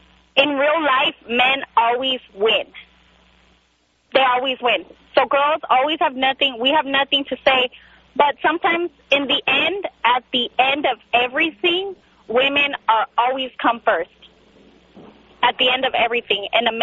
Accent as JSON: {"language": "English", "region": "California", "country": "United States", "tie": "born there", "said": "My parents are from Mexico. I was born here in California."}